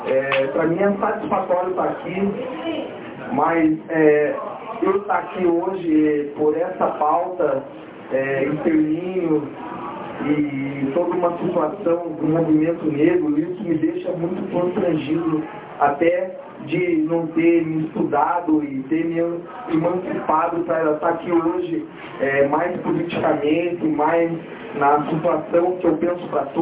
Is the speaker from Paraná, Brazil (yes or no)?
yes; Curitiba, Paraná, Brazil; born there; eu nasci em Curitiba.